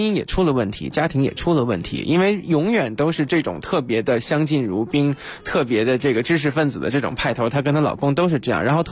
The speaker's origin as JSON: {"language": "Chinese", "region": "Beijing", "country": "China", "said": "我是北京人。"}